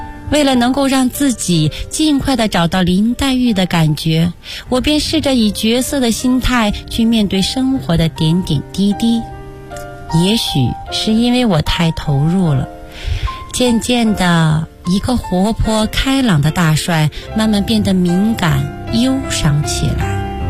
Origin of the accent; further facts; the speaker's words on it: Acheng, Heilongjiang, China; born there; 我出生在哈尔滨一个叫阿城的小地方，从小我就酷爱着艺术